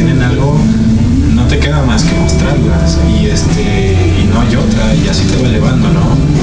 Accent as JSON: {"language": "Spanish", "town": "Parral", "region": "Chihuahua", "country": "Mexico", "tie": "born there", "also_born_or_lived": "Ciudad Juárez", "lives_now": "Mexico City, Mexico", "said": "No, yo nací en Parral, Chihuahua."}